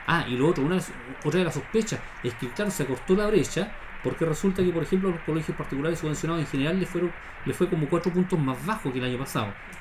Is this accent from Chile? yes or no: yes; Bulnes, Ñuble, Chile; born there; O ya de Bulnes, porque yo nací en Bulnes, así que me hago cargo.